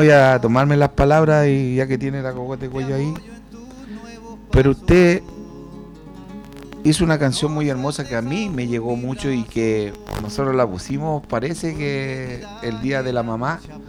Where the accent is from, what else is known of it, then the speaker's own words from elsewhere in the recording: Puente Alto, Santiago Metropolitan, Chile; born there; Yo soy nacido en Puente Alto, pero mi madre para llegar a Puente Alto recorrió muchos lugares para situarse en una toma en la Pedro Aguirre Cerda, de donde yo nací.